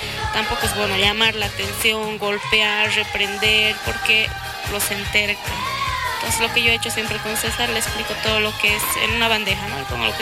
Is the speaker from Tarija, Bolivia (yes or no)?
no; La Paz, Bolivia